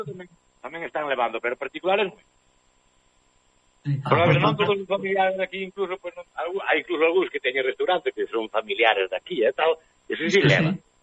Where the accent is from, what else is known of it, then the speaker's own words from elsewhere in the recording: Cerredo, Galicia, Spain; O meu pueblo chamase Cerredo.